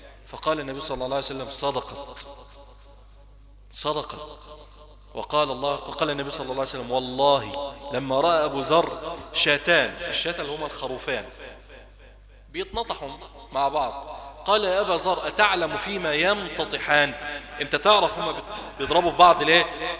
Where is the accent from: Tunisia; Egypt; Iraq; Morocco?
Egypt; ونسأل الله عز وجل أن يحفظ بلدنا مصر وأن يجعلها واحدة للأمن والأمان